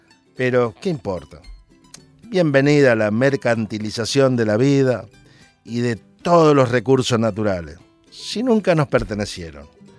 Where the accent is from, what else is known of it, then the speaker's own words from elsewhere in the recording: Argentina; me hizo reflexionar sobre el hecho de que en mi país apareció el cuerpo sin vida